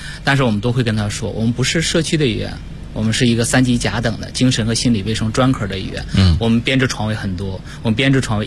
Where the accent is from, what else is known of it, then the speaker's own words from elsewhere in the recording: Heilongjiang, China; 然后呢我是黑龙江人